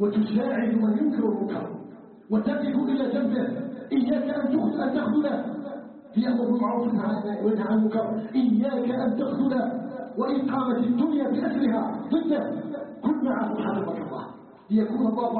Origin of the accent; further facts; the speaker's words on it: Algeria; ان يجعل بلدنا الجزائر بلدا امنا مطمئنا